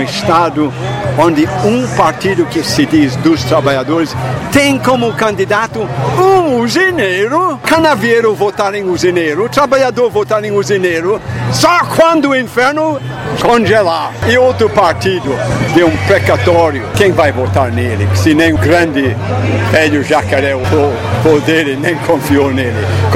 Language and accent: Portuguese; Scotland, United Kingdom; Portuguese is a second language; now in Brazil; Quando eu cheguei aqui no Brasil, porque eu sou escocês legítimo, quando eu cheguei aqui no Brasil na década de 60